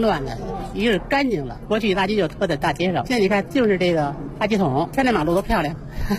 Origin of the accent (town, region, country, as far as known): Beijing, China; born or raised there